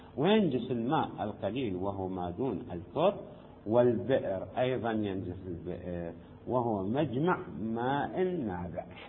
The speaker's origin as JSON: {"language": "Arabic", "country": "Syria", "said": "هنا عندنا في سوريا الآبار"}